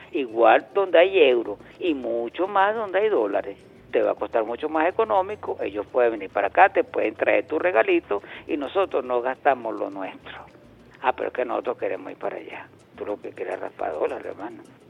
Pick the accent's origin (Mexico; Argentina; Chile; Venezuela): Venezuela; como venezolanos que somos